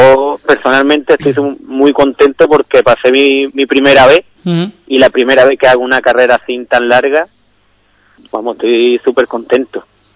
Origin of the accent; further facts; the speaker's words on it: Ubrique, Andalusia, Spain; porque soy de Ubrique y se han hecho en Ubrique.